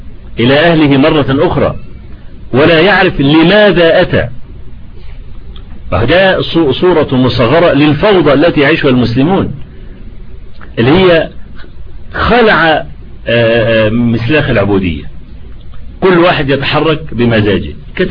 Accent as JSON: {"language": "Arabic", "country": "Egypt", "said": "انا لما عملوا الطريق الاستراد اللي عندنا في مصر"}